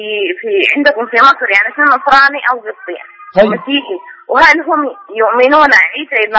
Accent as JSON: {"language": "Arabic", "country": "Sudan", "said": "من السودان."}